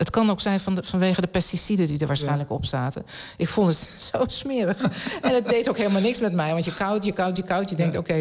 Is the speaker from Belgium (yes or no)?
no; Netherlands; Ja, ik kom uit Nederland, dus het is zo plat als wat hier.